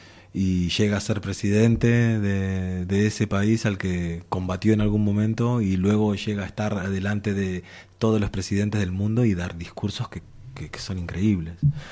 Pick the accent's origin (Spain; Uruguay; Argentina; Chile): Uruguay; por el lado de mi madre tengo toda esta otra... Uruguay es un país formado por inmigrantes, entonces es normal y tengo toda esta otra raíz.